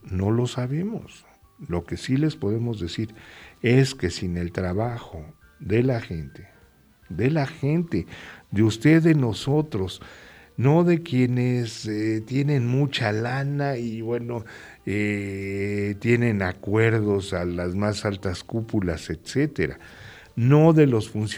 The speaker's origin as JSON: {"language": "Spanish", "country": "Mexico", "said": "¿qué nos queda a nosotros como mexicanos? Pues organizarnos."}